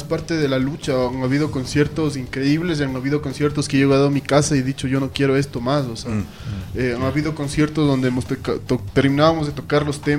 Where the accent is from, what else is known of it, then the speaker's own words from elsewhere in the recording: Ecuador; Lo triste para mí como ciudadano ecuatoriano es que todo el abanico infinito que representa la música se reduzca